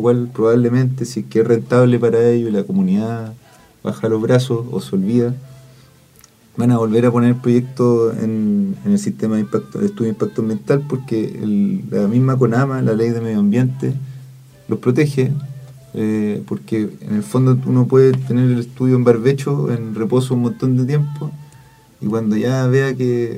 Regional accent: Atacama, Chile; yo vivo en mi pueblo donde viví toda la vida, por ejemplo, en el Valle del Huasco

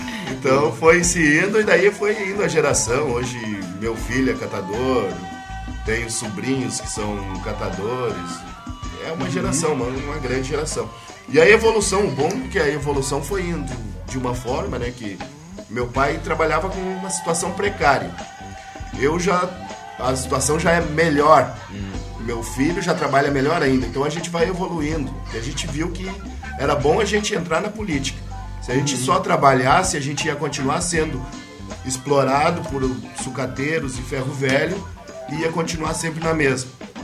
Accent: Passo Fundo, Rio Grande do Sul, Brazil; now in Porto Alegre, Brazil; a gente não é de Porto Alegre, a gente é de Passo Fundo.

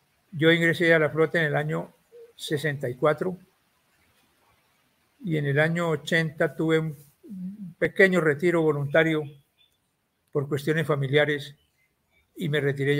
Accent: Colombia; La función nuestra como oficiales colombianos a bordo de los buques de la flota era reemplazar a los oficiales extranjeros.

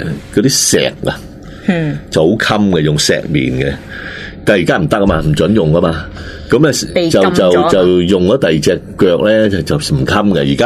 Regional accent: Hong Kong; 就算我們香港人你不慣買你都死啊

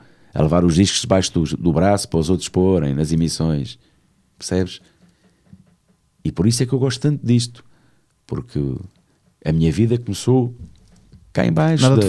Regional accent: Santarém, Portugal; Eu sou de Santarém.

